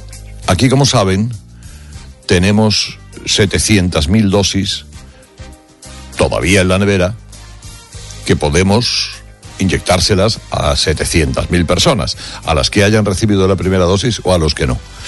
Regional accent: Cuevas de la Almanzora, Andalusia, Spain; bañándose en mi pueblo, en la playa de Cuevas de la Almanzora. Palomares es una pedanía de Cuevas.

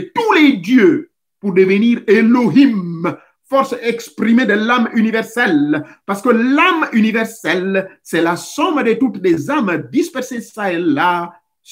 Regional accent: Gabon; Ça existe chez nous au Gabon.

